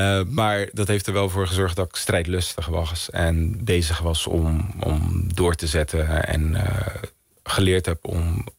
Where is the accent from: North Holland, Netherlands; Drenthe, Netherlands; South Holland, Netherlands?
South Holland, Netherlands; Vlaardingen; Ik ben in Vlaardingen opgegroeid. Als ik kijk naar mijn wijk waar ik ben opgegroeid, is dat een wijk met sociaal-economische achterstand. Arbeiderswoningen.